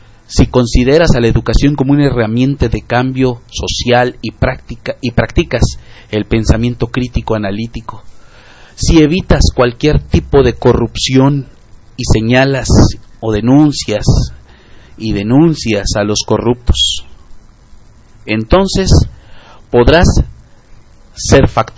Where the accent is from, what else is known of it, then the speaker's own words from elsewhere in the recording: Mexico; nos urge hacer como mexicanos.